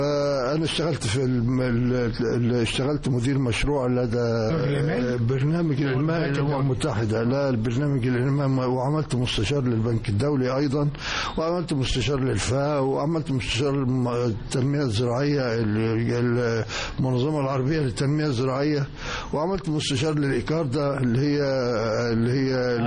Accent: Asyut, Asyut Governorate, Egypt; احنا أسرة مصرية بسيطة متوسطة الحال، فكان وجود الجامعة في حد ذاته في مدينة أسيوط ونحن من المقيمين في مدينة أسيوط كان بالنسبة لنا ميزة كبرى

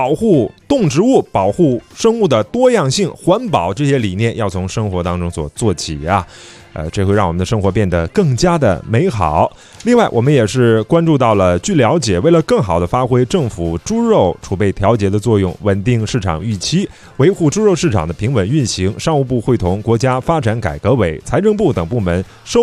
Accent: China; 尤其我觉得作为一个中国人倍儿有面的一个是什么事儿呢？

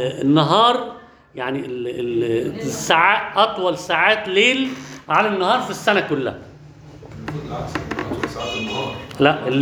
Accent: Alexandria, Alexandria Governorate, Egypt; في شاعر عندنا في اسكندريه

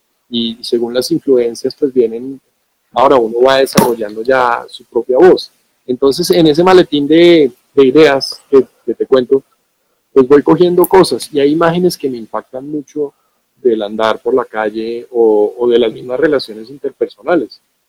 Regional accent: Bogotá, Colombia; Y pues trayéndolo a mi Bogotá, a mi entorno, que es de donde yo soy.

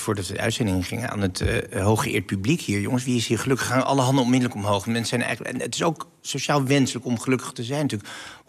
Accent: Netherlands; Nou, we zijn Nederlanders, hè?

